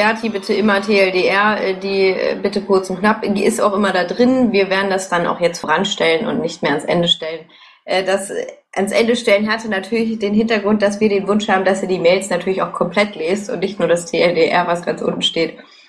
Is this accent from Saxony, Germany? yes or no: no; Dortmund, North Rhine-Westphalia, Germany; Ja, ich komme aus Dortmund